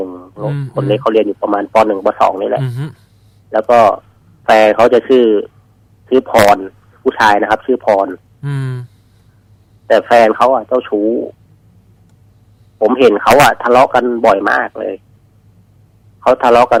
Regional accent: Udon Thani, Thailand; บ้านเกิดเลยครับ

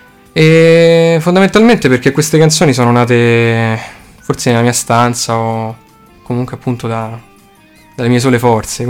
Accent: Rome, Lazio, Italy; born there; Sì, Roma. Oddio, in verità è ciampino, quindi sono nato a Roma

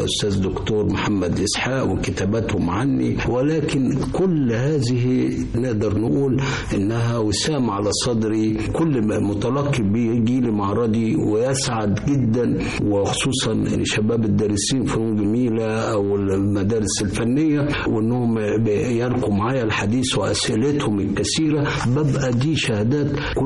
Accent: Egypt; أنا لفيت في العالم، رحت باريس ورحت إيطاليا اللي أنا درست فيها بعد دراستي هنا في مصر

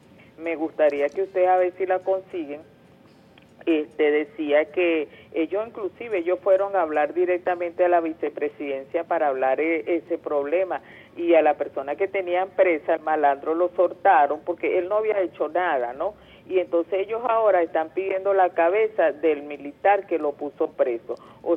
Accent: Venezuela; Como madre, como venezolana, yo apoyo este gobierno

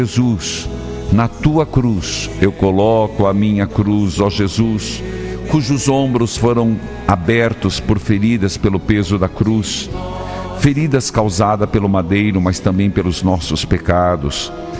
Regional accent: Paraíso do Norte, Paraná, Brazil; lá de Paraíso do Norte, minha cidade natal.

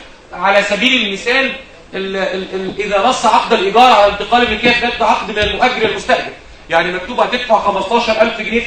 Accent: Egypt; زي عندنا في مصر 75%

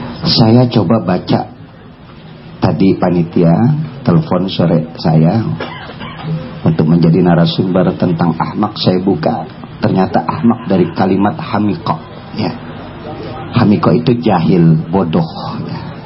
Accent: Jakarta, Indonesia; Nah kebetulan saya orang Betawi, ya, saya Betawi asli, ya.

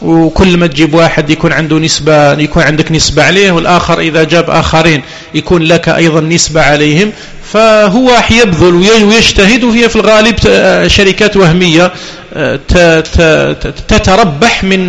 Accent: Algeria; وقد بدأت تدخل عندنا في الجزائر، وكنا لا نسمع بها قديما

